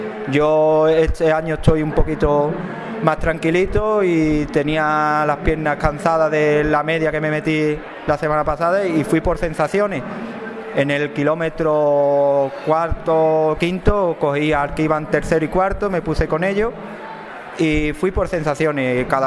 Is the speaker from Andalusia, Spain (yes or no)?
yes; Arahal, Andalusia, Spain; Y después tuve que volver a España y corrí la de mi pueblo, que yo soy, como bien ha dicho, de Araal